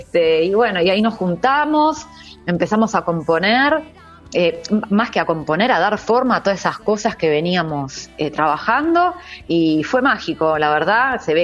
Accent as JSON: {"language": "Spanish", "town": "Quilmes", "region": "Buenos Aires Province", "country": "Argentina", "said": "nosotros, como vos decías, somos de acá, somos de Quilmes, somos locales."}